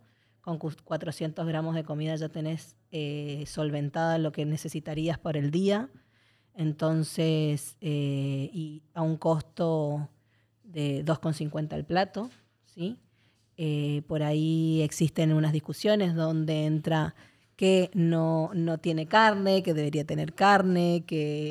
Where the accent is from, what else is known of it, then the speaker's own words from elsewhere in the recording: Argentina; Bueno, yo soy argentina, entonces tengo como ahí una cosa emocional con la olla popular